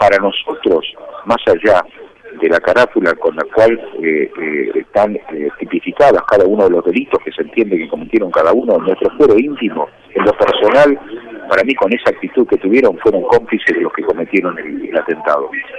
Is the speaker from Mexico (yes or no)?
no; Argentina; A mí me da vergüenza, como argentino